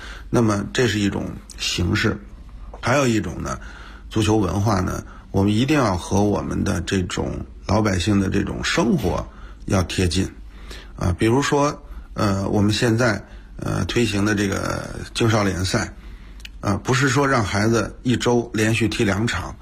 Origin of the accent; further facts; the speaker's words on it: Beijing, China; 也是一个一直在北京土生土长的这个踢球长大的这么一个北京人，后来做教练。